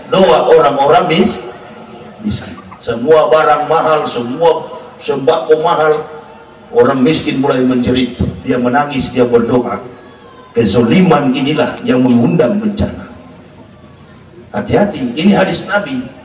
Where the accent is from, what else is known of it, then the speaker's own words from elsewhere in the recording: Manado, North Sulawesi, Indonesia; Saya orang Manado, dari kecil sampai besar umat Islam di Manado. Dulu saya masih kecil, hanya 11 kepala rumah tangga di kampung saya.